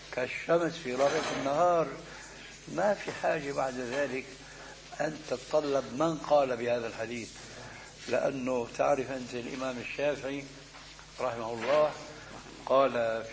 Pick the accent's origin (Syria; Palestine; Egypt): Syria; كما يقولون عندنا في الشام بدنا نشطح